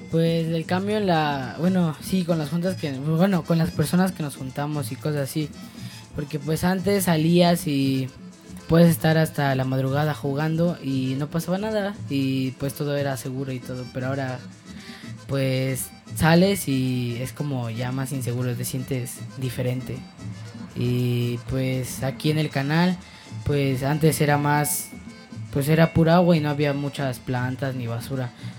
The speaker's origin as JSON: {"language": "Spanish", "town": "San Antonio Culhuacán", "region": "Mexico City", "country": "Mexico", "tie": "born or raised there", "said": "De aquí, de San Antonio Culhuacán."}